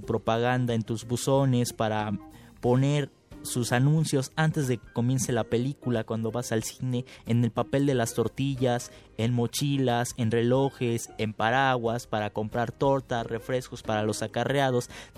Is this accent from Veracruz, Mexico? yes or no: yes; Veracruz, Mexico; En Veracruz, lugar de donde yo soy, hubo robo de urnas.